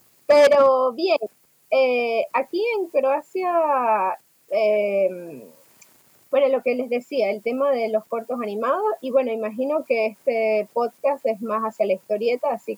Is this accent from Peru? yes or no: no; Venezuela; also born or lived in Argentina; now in Zagreb, Croatia; Mira, yo soy de Venezuela.